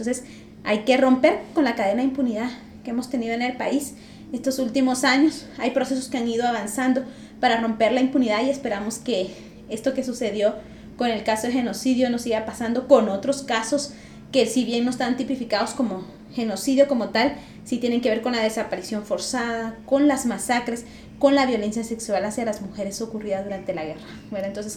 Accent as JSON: {"language": "Spanish", "country": "Guatemala", "said": "como pueblo guatemalteco nos interesemos por ese proceso también"}